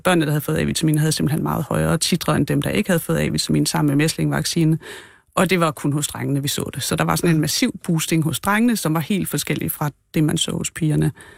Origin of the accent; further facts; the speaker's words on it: Region of Southern Denmark, Denmark; Nej, jeg er en pige fra Fyn, så nej.